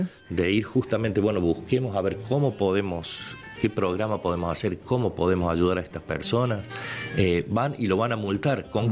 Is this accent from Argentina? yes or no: yes; Argentina; A ver, somos vecinos, somos argentinos, yo creo que tenemos que defender eso